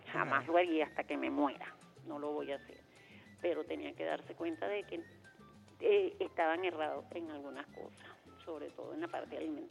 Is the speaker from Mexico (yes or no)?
no; Venezuela; soy pueblo venezolana y chavista.